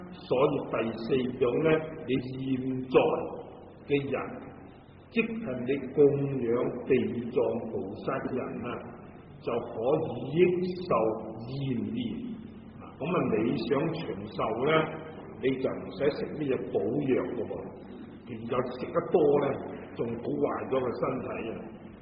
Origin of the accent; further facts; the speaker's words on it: Guangdong, China; 咁啊，我哋广东人如果话食萝卜啊，佢就话破气啦